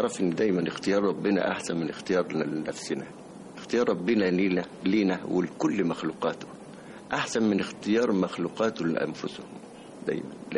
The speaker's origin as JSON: {"language": "Arabic", "town": "Beni Suef", "region": "Beni Suef Governorate", "country": "Egypt", "tie": "born there", "said": "عندنا في بني سويف اللي اتولدت فيها"}